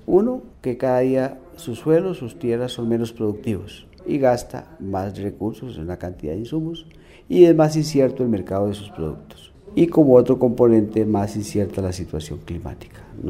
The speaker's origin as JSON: {"language": "Spanish", "region": "Santander", "country": "Colombia", "said": "soy santandereano."}